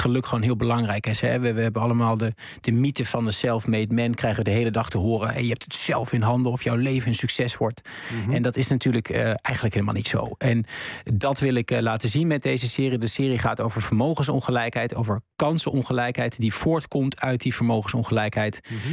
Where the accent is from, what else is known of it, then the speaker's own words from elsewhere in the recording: Diepenheim, Overijssel, Netherlands; de jongens met wie ik ben opgegroeid in Diependijm, het dorp waar ik vandaan kom.